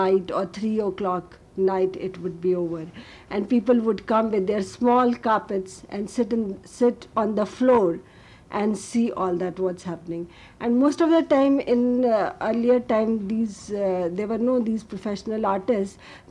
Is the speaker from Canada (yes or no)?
no; Punjab, India; I come from Punjab, and I studied most of the time in the northern India.